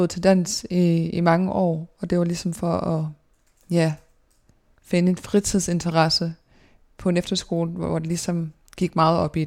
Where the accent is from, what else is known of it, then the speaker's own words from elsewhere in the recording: Odense, Region of Southern Denmark, Denmark; jeg er født i 1997 i Odense på Odense Universitetshospital og har boet i Dalum i Odense i det samme dejlige parcelhus i hele min barndom og hele min teenageår.